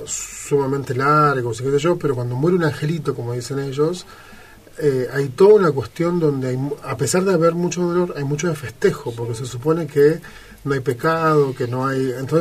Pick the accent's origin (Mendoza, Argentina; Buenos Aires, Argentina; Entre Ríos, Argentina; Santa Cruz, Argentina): Buenos Aires, Argentina; nosotros no solo somos argentinos, sino que vivimos en Buenos Aires, en una capital